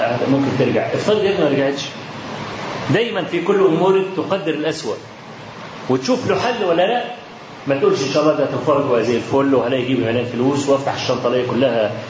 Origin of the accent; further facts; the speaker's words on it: Egypt; خلاص احنا من مصر